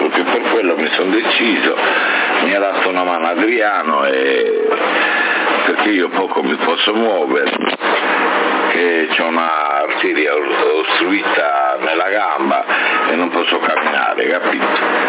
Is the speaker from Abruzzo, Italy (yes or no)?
no; Sardinia, Italy; Io sono sardo, non sono sordo, hai capito?